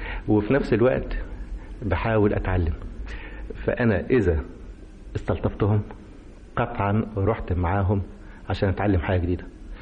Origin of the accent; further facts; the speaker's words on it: Egypt; نيجي إحنا كمصريين نخلع من علينا مفاخرنا